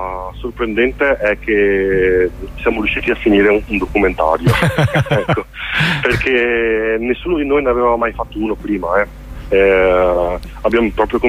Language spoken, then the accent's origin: Italian; Veneto, Italy; Io da Veneto